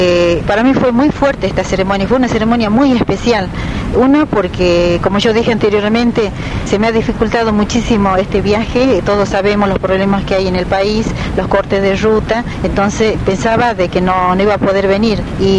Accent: Jujuy, Argentina; now in Mar del Plata, Argentina; soy de acá, de Jujuy, de la zona del Ramal, o sea, mi etnia sería la etnia Baguaraní. Hace 10 años que estoy viviendo en la ciudad de Mar del Plata

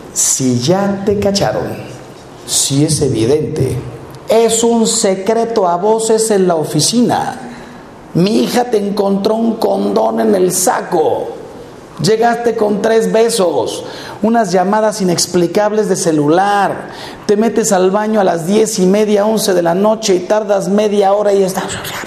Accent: Mexico; Miren, yo soy mexicano y estamos aquí, pues me imagino que puros mexicanos. Hay que reconocer que en este país tenemos una filosofía que yo la llamo cara de piedra.

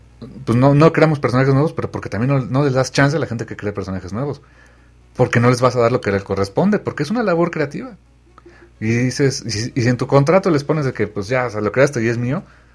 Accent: Mexico City, Mexico; Yo soy basura chilanga, estoy viendo

